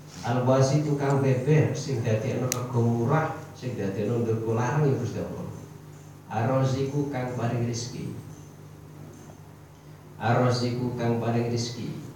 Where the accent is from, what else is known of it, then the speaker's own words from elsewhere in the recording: Jember, East Java, Indonesia; Ini kalau daerah saya di Jember itu daerah tembakau.